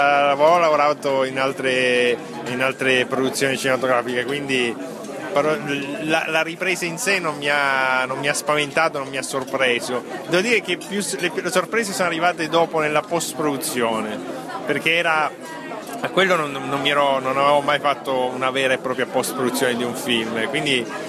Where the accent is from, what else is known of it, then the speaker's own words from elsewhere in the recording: Palermo, Sicily, Italy; essendo palermitano, forse ho meno paure nel farlo